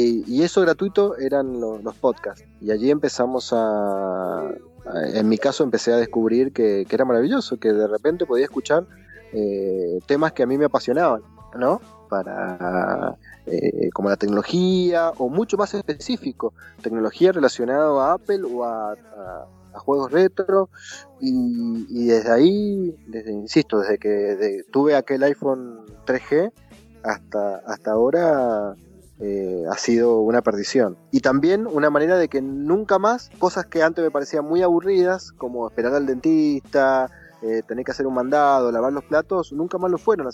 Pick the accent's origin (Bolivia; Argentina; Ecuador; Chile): Argentina; Mendoza; Pero yo soy de Mendoza, que es la tierra del vino, fundamentalmente del Malbec.